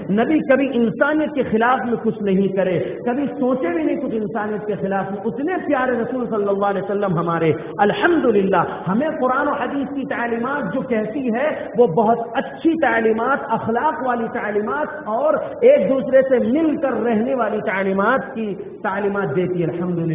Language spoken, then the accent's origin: Urdu; India; O Indians, I am also Indian, الحمد للہ. اے ہندوستانیوں، میں بھی ہندوستانی ہوں، میں ہندوستانی مسلمان ہوں الحمد للہ.